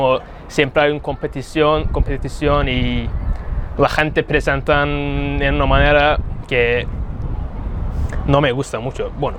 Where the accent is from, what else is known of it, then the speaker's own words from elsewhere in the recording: Istanbul, Turkey; Spanish is a second language; vengo de Estambul, tengo 28 años